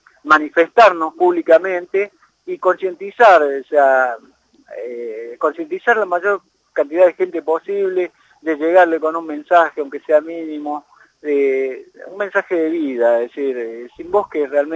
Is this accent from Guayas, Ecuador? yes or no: no; Luyaba, Loja, Ecuador; mi pueblo, que es Luyaba, ya tiene esas cosas